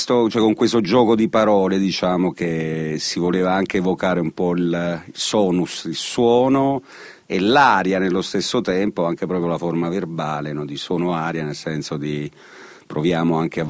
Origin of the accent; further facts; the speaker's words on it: Oppido Lucano, Basilicata, Italy; io sono nato a Oppido Lucano, in provincia di Potenza, che si trova in effetti a metà strada tra Potenza e Matera. Sono nato in un paesino molto particolare